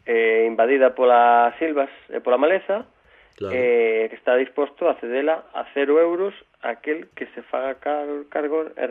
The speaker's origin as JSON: {"language": "Galician", "region": "Galicia", "country": "Spain", "said": "porque somos galegos, non vamos falar mal de Galicia"}